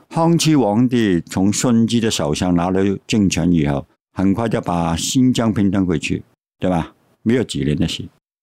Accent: Hong Kong; 他们是中国人，你们是台湾人，我是香港人。

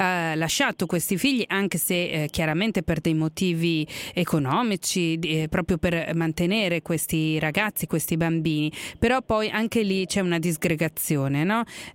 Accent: Veneto, Italy; Io sono veneta e questa cosa accadeva molto spesso.

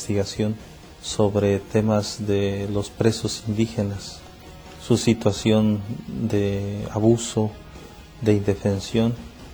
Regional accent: Tlapa, Guerrero, Mexico; born there; Nací en Tlapa, Guerrero.

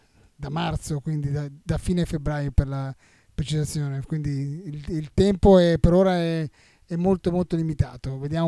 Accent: Bergamo, Lombardy, Italy; Sono di Bergamo.

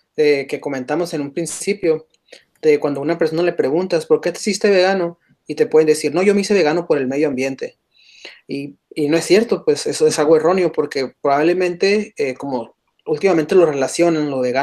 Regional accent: Sonora, Mexico; Y pues como somos de Sonora y en Sonora se produce de una manera diferente la carne

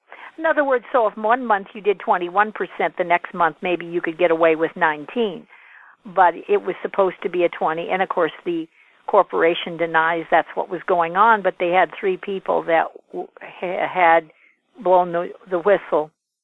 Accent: South Dakota, United States; I grew up in South Dakota near the Native Americans, and my dad is part Native American

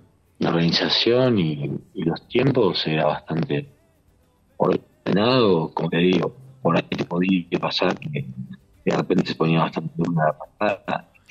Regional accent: Buenos Aires, Argentina; yo soy nacido y criado en la Capital Federal.

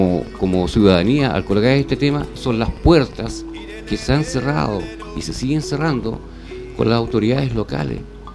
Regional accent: La Reina, Santiago Metropolitan, Chile; also born or lived in Ñuñoa; Yo no soy nacido ni criado en Puente Alto. Yo vengo de La Reina.

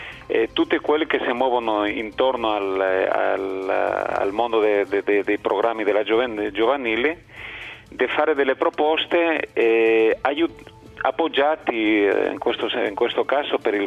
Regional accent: Spain; also born or lived in Turin; now in Thessaloniki, Greece; Io sono spagnolo.

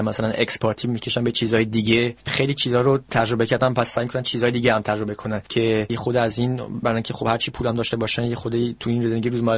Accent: Iran; now in France; هر چی هم ایرانی باشم، منو فرانسوی میدونن، من که از فرانسه اومدم،

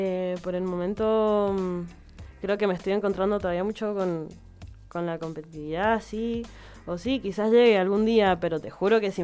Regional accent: Mendoza, Argentina; Y de acá de Mendoza somos la Alex Mine, la Lila y yo.

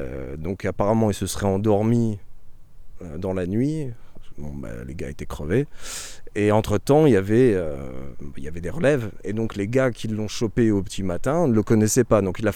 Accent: Reims, Grand Est, France; je viens de Champagne, mais un Troyen du coup, donc un champenois de Troyes, moi je suis un champenois de Reims

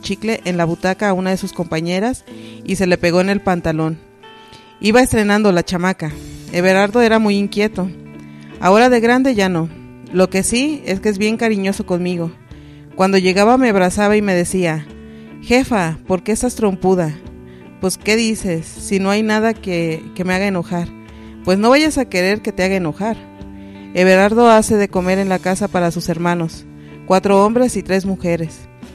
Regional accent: Omeapa, Guerrero, Mexico; Soy de Omeapa Guerrero, madre de 7 hijos.

